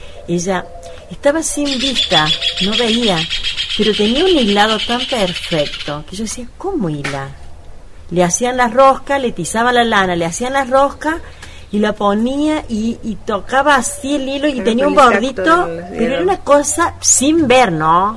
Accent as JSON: {"language": "Spanish", "town": "San Francisco del Chañar", "region": "Córdoba", "country": "Argentina", "said": "soy también de acá abajo el molino, no he sido de acá yo vengo del norte de Córdoba, el departamento Sobremonte, límites con Santiago del Estero, de San Francisco del Chañar, y vengo acá ya casada"}